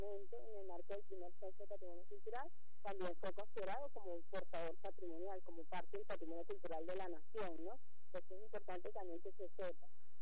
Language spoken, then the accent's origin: Spanish; Venezuela; sitios de mi tierra, ¿no? Suelo de mi tierra, o sea, lo que somos, lo que es este suelo, lo que es esta tierra venezolana.